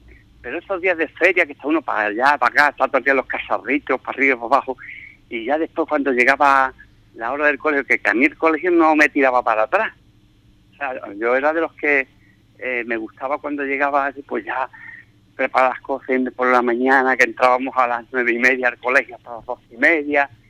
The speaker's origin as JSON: {"language": "Spanish", "town": "Ubrique", "region": "Andalusia", "country": "Spain", "tie": "born or raised there", "said": "en mi pueblo, pues bueno, empezaré, supongo, a recordar pues toda mi infancia, porque mi infancia ha sido en Ubrique, sin duda."}